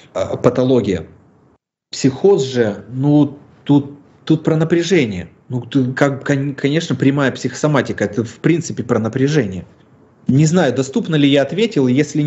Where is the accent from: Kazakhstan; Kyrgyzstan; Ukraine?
Ukraine; now in Russia; Мне непонятно, я украинец или я русский, потому что я переехал, у меня дедушка прожил в России, родом мы все из Украины, фамилия моя вообще белорусская, бабушка моя вообще латышка там.